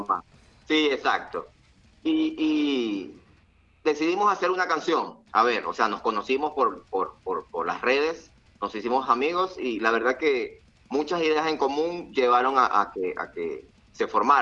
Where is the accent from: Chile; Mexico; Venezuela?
Venezuela; No, no, yo solamente soy de Venezuela.